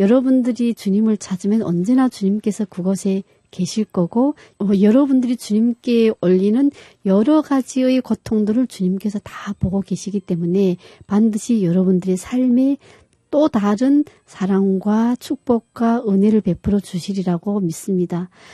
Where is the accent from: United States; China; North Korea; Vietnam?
North Korea; now in South Korea; 우리가 북한에서 교육받을 때 느꼈던 것처럼 그렇지 않다는 것